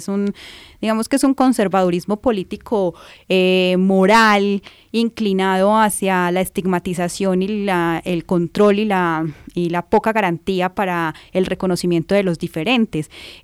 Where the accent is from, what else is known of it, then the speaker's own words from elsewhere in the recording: Colombia; nosotros hemos firmado muchísimos acuerdos como colombianos